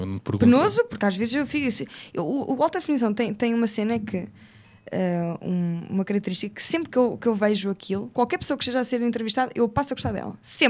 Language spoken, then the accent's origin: Portuguese; Figueira da Foz, Centro, Portugal; also born or lived in Coimbra; Tenho 26 anos, sou da Figueira da Foz. Vivi em Coimbra de... também.